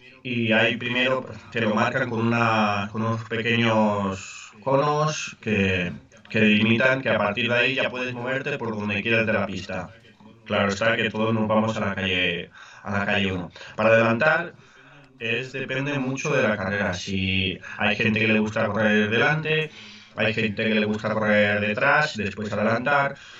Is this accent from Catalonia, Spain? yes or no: yes; Catalonia, Spain; Nací en España, Cataluña. Cataluña forma parte de España y es donde he estado siempre y sí, estoy orgulloso.